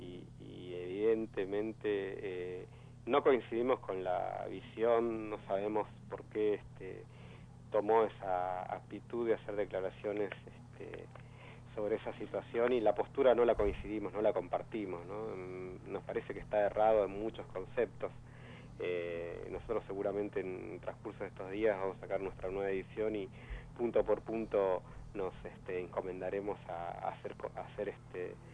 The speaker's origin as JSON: {"language": "Spanish", "region": "Buenos Aires", "country": "Argentina", "tie": "born there", "said": "del barrio donde yo nací, justamente de Charrúa"}